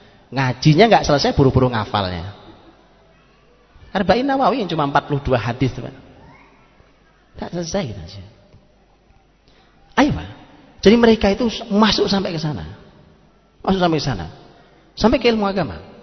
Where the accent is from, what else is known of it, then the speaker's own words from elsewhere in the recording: East Java, Indonesia; Zaman dulu, zaman saya di kampung, saya orang Jawa Timur di kampung